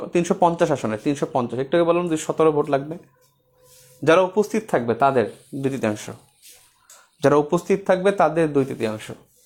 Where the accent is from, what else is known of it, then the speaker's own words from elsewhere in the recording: Bangladesh; নাগরিক হিসেবে আমরা বাংলাদেশি, আর জাতীয়তা হিসেবে বাঙালি